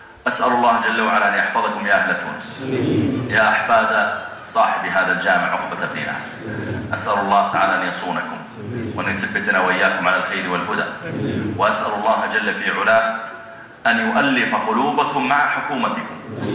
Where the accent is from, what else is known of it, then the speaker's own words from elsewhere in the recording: Saudi Arabia; وهو من الدعاة عندنا في السعودية